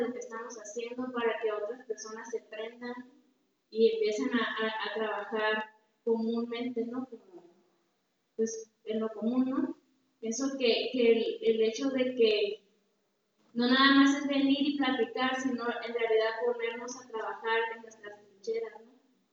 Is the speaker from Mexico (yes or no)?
yes; Cabo Pulmo, Baja California Sur, Mexico; soy de Cabo Pulmo, California